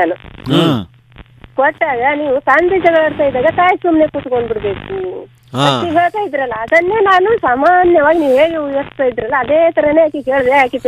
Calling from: Musaligi, Karnataka, India; Vijayapura district ಮುಸಾಳಿಗೆ ಗ್ರಾಮದಿಂದ ಮಾತಾಡ್ತಾ ಇದ್ದೀನಿ ಸರ್.

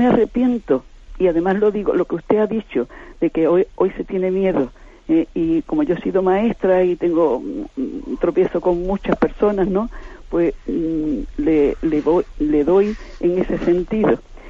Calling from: Cádiz, Andalusia, Spain; de Cádiz.

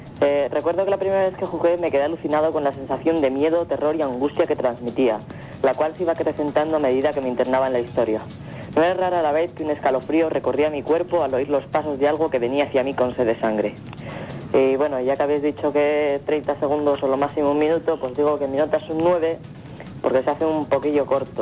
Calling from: Zamora, Castile and León, Spain; de Zamora

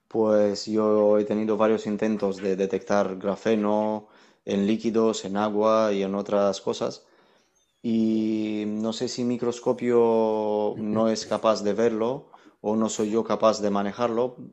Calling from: Valencia, Valencian Community, Spain; de Valencia.

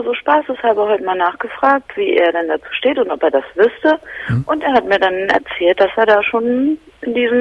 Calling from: Berlin, Germany; Und zwar hat bei uns in Berlin-Charlottenburg

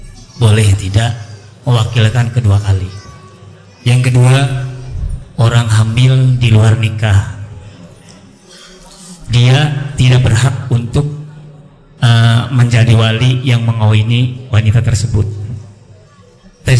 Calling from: Bogor, West Java, Indonesia; Kami dari Bogor akan menanyakan tentang masalah wali

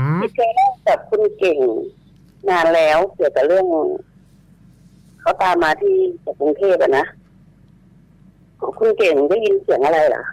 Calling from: Chaiyaphum, Thailand; ชัยภูมิค่ะ

